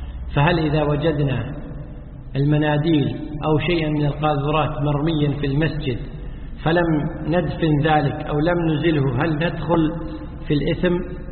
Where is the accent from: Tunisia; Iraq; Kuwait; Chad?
Kuwait; والنظام عندنا في الكويت ولله الحمد أن وزارة الأوقاف تلزم المؤذنين بالأذان في الوقت